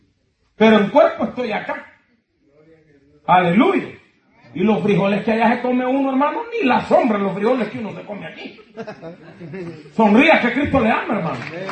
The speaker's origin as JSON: {"language": "Spanish", "country": "Honduras", "said": "estando yo en mi país, que es Honduras, hermano, lo voy a mencionar, porque soy de allá"}